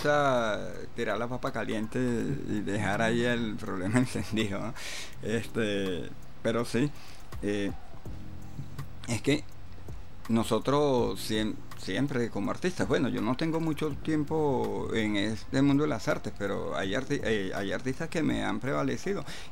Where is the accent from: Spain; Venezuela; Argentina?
Venezuela; reconocernos primeramente como venezolanos, luego como latinoamericanos